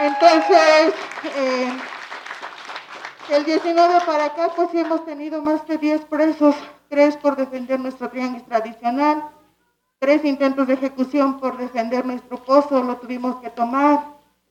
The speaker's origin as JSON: {"language": "Spanish", "town": "Santiago Mexquititlán", "region": "Querétaro", "country": "Mexico", "said": "Yo vengo de Santiago Mezquitlán, Amealco, Querétaro."}